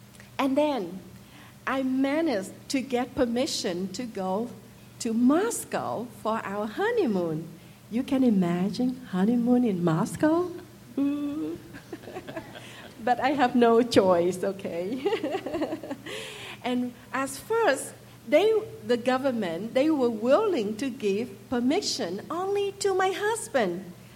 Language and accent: English; Vietnam; English is a second language; Like most Vietnamese children, I was raised in the Cao Dai faith.